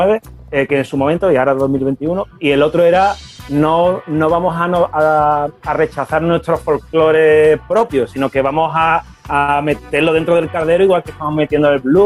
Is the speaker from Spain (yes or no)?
no; United States; Spanish is a second language; yo soy gringo y toco la guitarra